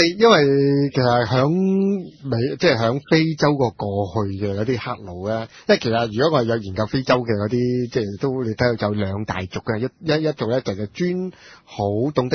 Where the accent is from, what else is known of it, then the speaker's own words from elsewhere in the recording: Hong Kong; 但是我們南方呢，即不是我們香港人，尤其是香港人